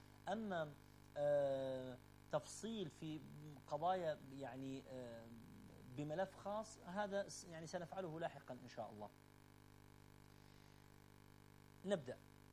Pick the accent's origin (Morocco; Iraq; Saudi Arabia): Iraq; هذا كله موجود في وعينا وفي لاوعينا كعراقيين